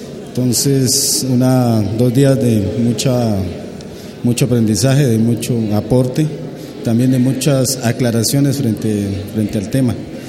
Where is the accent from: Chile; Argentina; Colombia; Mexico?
Colombia; Santander de Quilichao, Cauca; yo vengo del resguardo indígena de Canoas, del municipio de Santander de Quilichao